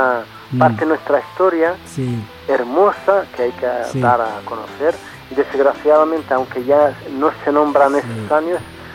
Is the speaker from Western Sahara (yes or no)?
yes; Western Sahara; also born or lived in Cuba; hablar del pueblo saharaui